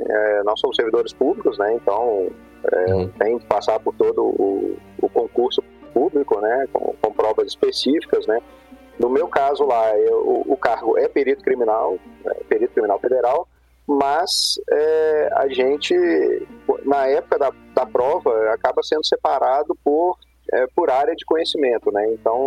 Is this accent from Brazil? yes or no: yes; Belo Horizonte, Minas Gerais, Brazil; empacotei as coisas, né, que eu sou de Belo Horizonte, né, empacotei as coisas e fui para Foz, fiquei lá 4 anos.